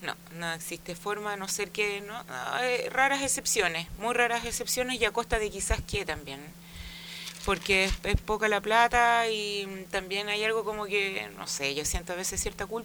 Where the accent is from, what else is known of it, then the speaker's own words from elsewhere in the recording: Ñuñoa, Santiago Metropolitan, Chile; En Ñuñoa, siempre he sido una cabra muy ñuñoína.